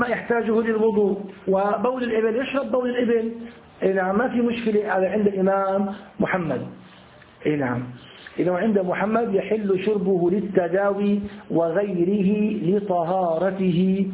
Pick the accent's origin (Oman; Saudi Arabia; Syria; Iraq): Syria; أنتوا عندكم يسموه البرص، عندنا في الشام يسمى أبو بريس